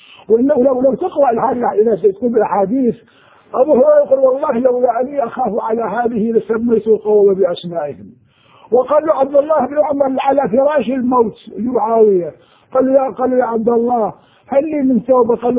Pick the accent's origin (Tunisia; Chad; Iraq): Iraq; Anbar; أنا كنت أنا من أهل الأنبار